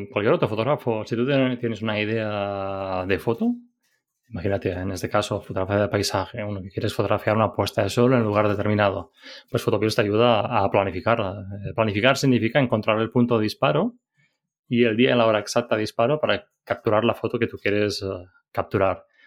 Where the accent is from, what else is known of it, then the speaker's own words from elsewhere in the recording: Balearic Islands, Spain; pues, soy menorquín